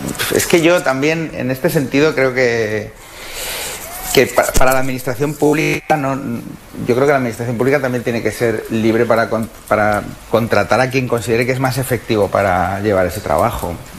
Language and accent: Spanish; Segovia, Castile and León, Spain; moved away as an adult; yo me fui de Segovia con 20 años, que siempre te vas de una ciudad pequeña, y fui a Madrid y claro, flipas, claro.